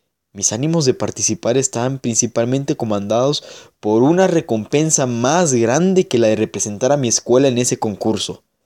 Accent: Mexico; si yo paso por su estatua todos los días en aquella glorieta, genéticamente estaba dentro de mí toda la información que como buen mexicano debía conocer al respecto.

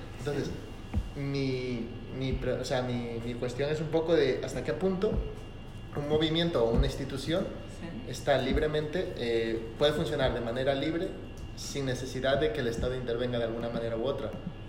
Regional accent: Ecuador; en mi país, en Ecuador, sí, había un movimiento indígena

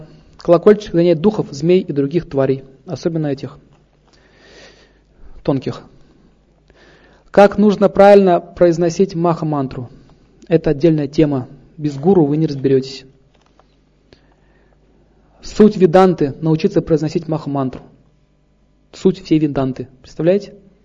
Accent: Saint Petersburg, Russia; born there; Родился в Петербурге.

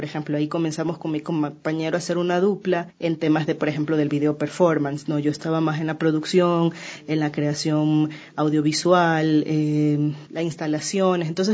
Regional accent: Guayaquil, Guayas, Ecuador; born there; yo nací en Guayaquil, más o menos

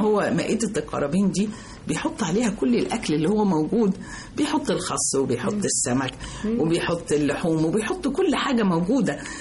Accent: Egypt; فإحنا كمصريين الذاكرة الجماعية بتاعتنا, الدي ان ايه بتاعنا, التسجيل كله اللي جوانا هو مصري. احنا بلد النيل

